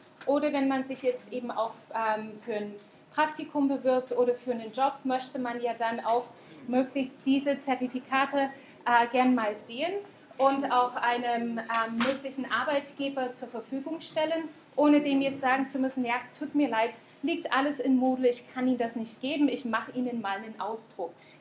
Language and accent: German; Saxony, Germany; now in New Zealand; normalerweise komme ich zwar aus Sachsen, aber ich bin dann nach Neuseeland gezogen